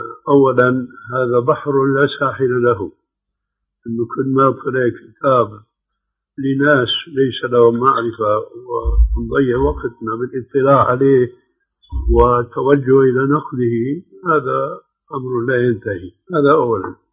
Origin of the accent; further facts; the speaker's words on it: Syria; ومثل ما يقولون عندنا بسوريا ما بقى في الكرم إلا الحطب